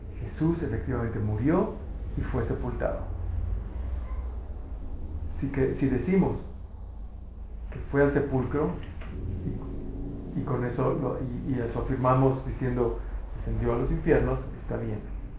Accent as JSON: {"language": "Spanish", "country": "Mexico", "said": "y como mexicanos decimos, no, nosotros nos burlamos de la muerte"}